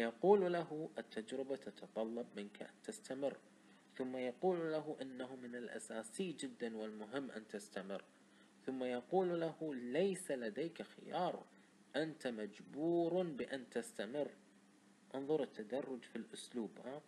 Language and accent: Arabic; Kuwait; accent: Kuwaiti; انا بلهجة كويتية بسيطة اشرح